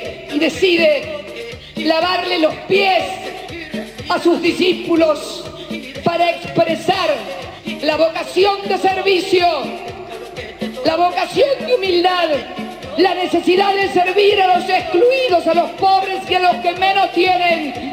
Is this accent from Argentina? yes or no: yes; Argentina; a veces me duele como argentina, como mujer